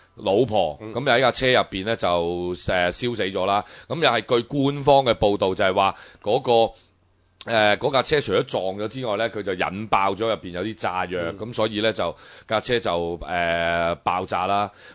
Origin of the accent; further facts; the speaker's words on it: Hong Kong; 我哋個外國家就幫我哋香港人出翻啖氣啊